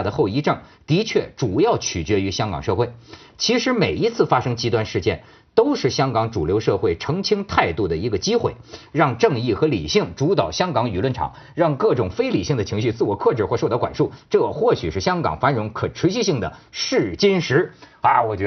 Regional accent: China; also born or lived in Hong Kong; 我作为一个这个土生土长的大陆人，但是在香港生活多年，是吧，高度爱国爱港的这个人士

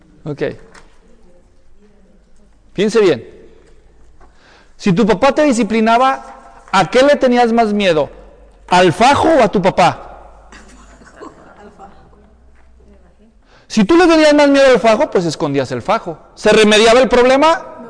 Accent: Mexico; Yo crecí allá en México.

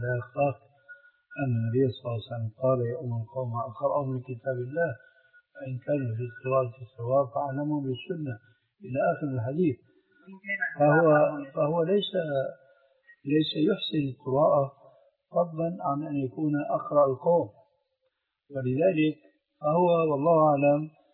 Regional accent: Syria; وهكذا عندنا في سوريا أيضا يقولون الذال لذينة

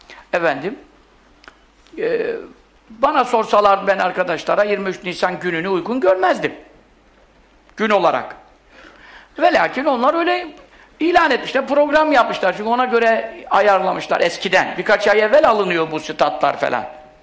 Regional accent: Görele, Giresun, Turkey; Bizim hep etrafımız hep asker. Bizim Göreleliyiz biz.

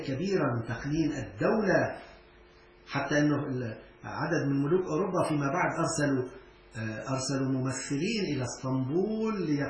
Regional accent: Syria; وأنا كنت أستغرب نحن عندنا في سوريا إلى الآن

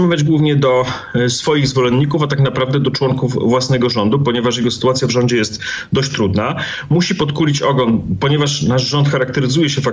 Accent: Rzeszów, Subcarpathian Voivodeship, Poland; pochodzę ze skromnej dzielnicy w Rzeszowie.

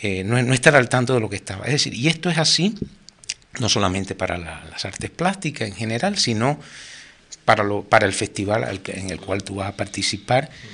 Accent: Cuba; Pero es que a uno como cubano, a cualquier cubano

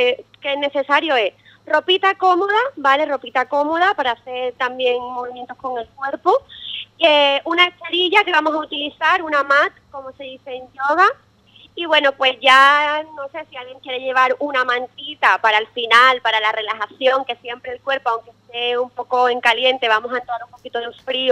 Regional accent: Arcos, Andalusia, Spain; yo soy de Arcos y cuando llegué aquí había un poco de duda, ¿no? Yo llegué el año pasado aquí, volví a Arcos

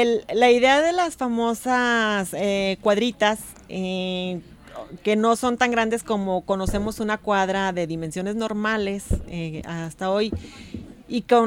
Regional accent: Guadalajara, Jalisco, Mexico; Hay que conocer como tapatíos y jaliscienses que hay obras importantes

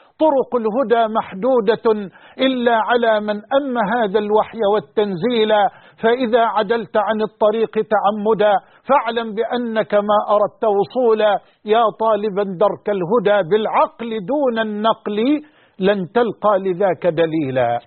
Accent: Egypt; وأن يحفظ بلدنا مصر وجميع بلاد

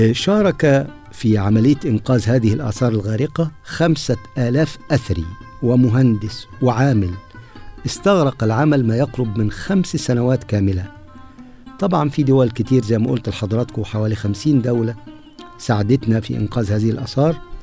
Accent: Egypt; المعابد المعروفة عندنا في مصر

